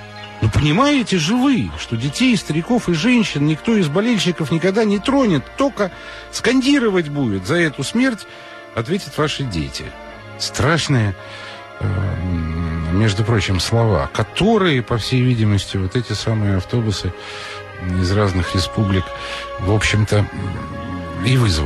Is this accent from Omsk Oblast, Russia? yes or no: no; Moscow, Russia; я же москвич, я все это знаю прекрасно